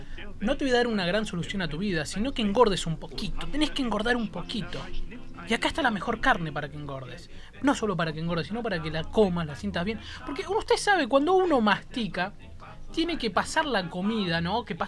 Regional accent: Argentina; Pero nosotros somos argentinos, claro. Así te lo digo, somos argentinos.

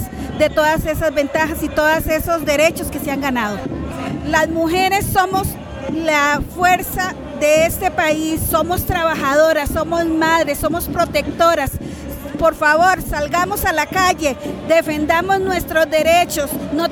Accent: La Cuesta, Puntarenas, Costa Rica; vengo de La Cuesta, zona sur, frontera con Panamá.

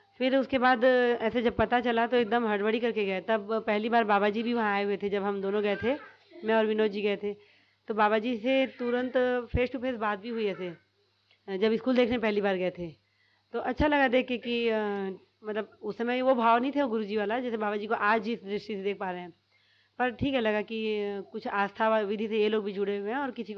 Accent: Odisha, India; now in Raipur, India; और जब हम लोग उड़ीसा से रायपुर आए थे

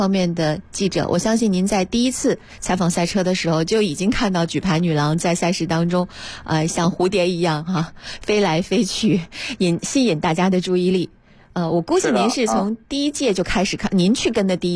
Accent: China; 我们中国人常说哈，香车美女

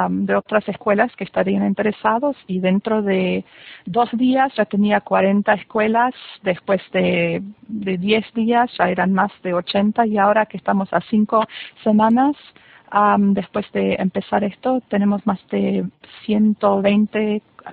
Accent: Buenos Aires, Argentina; accent: German; Spanish is a second language; also born or lived in Germany; now in Florida, United States; nacida en Alemania, eso así, si me escuchan un poco con un acento, es alemán, y me crié en Argentina, viví 6 años en Buenos Aires. Y ahora hace 20 años que ya estoy viviendo en Estados Unidos, en el norte de Florida.

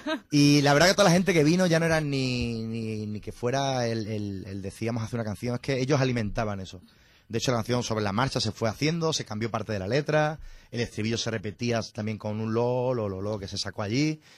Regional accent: Zafra, Extremadura, Spain; ninguno somos de Badajoz. Uh-huh. Miguel es de Cádiz, de Conil de la Frontera, Jorge es cacereño y yo sí de Zafra. Y por la vida, pues terminamos todos en Badajoz

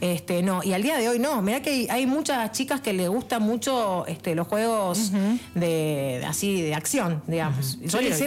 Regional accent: Merlo, Buenos Aires Province, Argentina; Porque viste que yo también soy de Merlo.

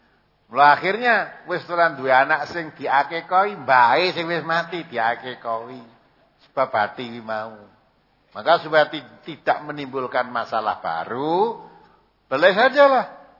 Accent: Sumatra, Indonesia; Aku wong Sumatera

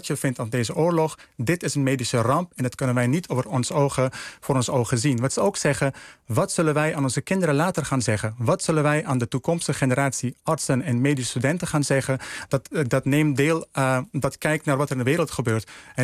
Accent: Netherlands; En wij zijn Nederlanders, wij Nederlandse artsen zijn we.

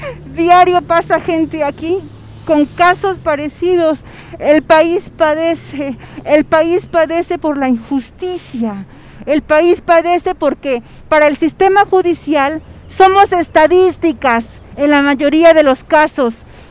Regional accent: Mexico; como sociedad mexicana estamos cansados

